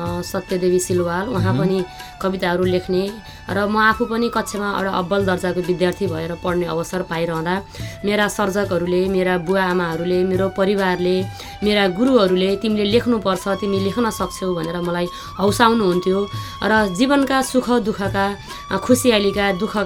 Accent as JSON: {"language": "Nepali", "town": "Bachha", "region": "Gandaki Province", "country": "Nepal", "tie": "born there", "lives_now": "Chitwan, Nepal", "said": "मेरो जन्म पर्वत जिल्ला बाछामा भएको हो र मेरो कर्मघर चाहिँ अहिले चितवनमा छ।"}